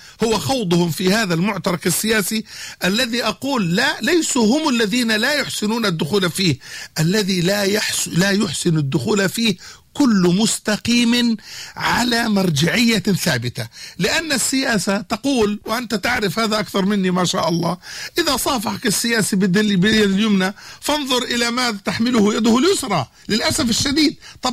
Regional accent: Jordan; بمعنى يعني في بلدنا الأردن نحن لا نريد أن نبعد إلى مصر

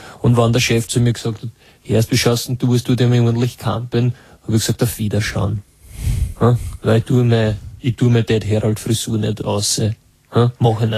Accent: Vienna, Austria; und ich war aus Wien noch dazu.

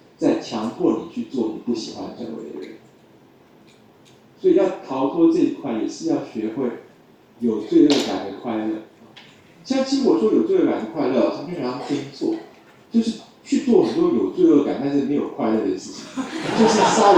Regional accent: Taiwan; 我们台湾这边啊

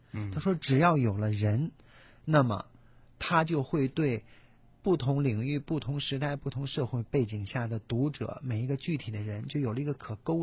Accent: China; 那我觉得作为一个中国人来讲，如果说我们来了解自己民族在近现代历史上的一种大的事件

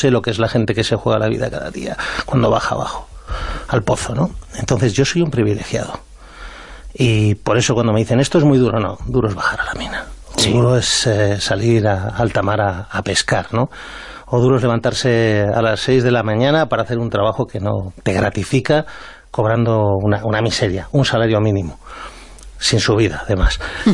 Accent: Spain; yo me considero un patriota, me considero español

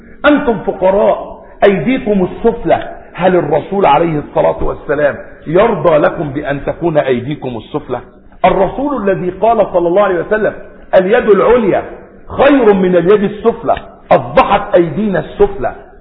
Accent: Egypt; جعل بيت المقدس عندنا في مصر في سيناء

